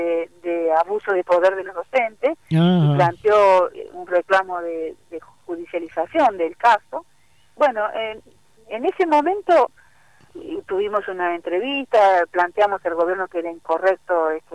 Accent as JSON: {"language": "Spanish", "region": "Buenos Aires", "country": "Argentina", "said": "porque soy de la Ciudad de Buenos Aires, de provincia, trabajo en las dos partes"}